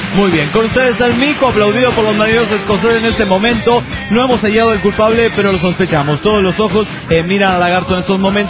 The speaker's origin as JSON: {"language": "Spanish", "region": "Loja", "country": "Ecuador", "said": "de Loja, Ecuador"}